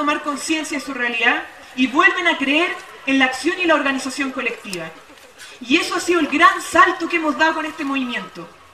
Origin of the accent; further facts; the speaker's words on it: Chile; somos los jaguares de Latinoamérica, pero que sin embargo esa riqueza que ha crecido en Chile, que se ha producido, no se ve reflejada en la vida diaria